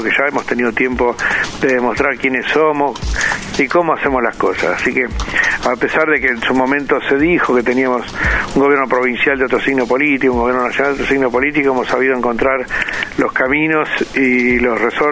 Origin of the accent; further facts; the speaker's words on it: Alvear, Argentina; Yo, cuando era chico, en Alvear corríamos atrás del regador, nos mojábamos con la bicicleta, viste, cuando éramos pibes.